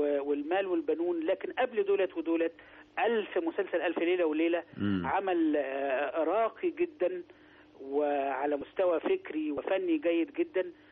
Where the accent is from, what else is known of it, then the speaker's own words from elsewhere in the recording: Sharqia Governorate, Egypt; لا انا حضرتك انا في الاصل قروي.